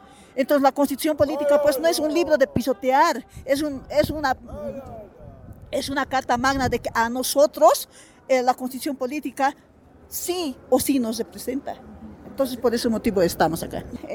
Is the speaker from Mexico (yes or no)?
no; Bolivia; Ya nosotros como mujeres bolivianas, defensores de nuestro territorio boliviano, estamos pues en una gran movilización.